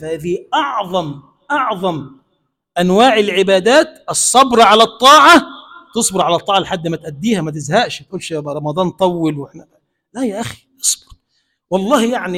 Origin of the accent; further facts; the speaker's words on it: Egypt; اللهم اجعل بلدنا مصر بلدا آمنا مطمئنا سخاء رخاء